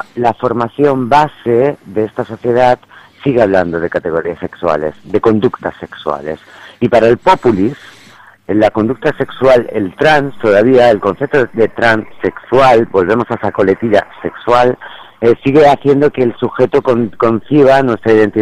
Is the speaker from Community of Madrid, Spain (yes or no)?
yes; Madrid, Community of Madrid, Spain; also born or lived in Seville; por aquel entonces yo estaba viviendo con mi familia en Sevilla y me escapo de Sevilla y voy a mi ciudad natal, a Madrid.